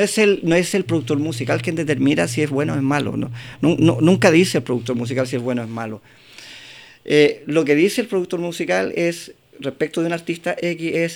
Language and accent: Spanish; Chile; el tema de producción musical aquí en Chile es tan complejo, porque como chilenos no estamos acostumbrados